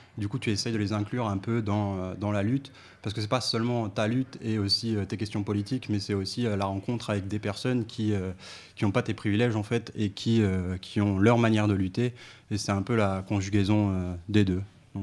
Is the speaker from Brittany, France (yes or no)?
no; Calais, Hauts-de-France, France; born there; Donc, je suis calaisien, je suis né à Calais. J'y ai pas grandi, j'y suis retourné pour la période du lycée.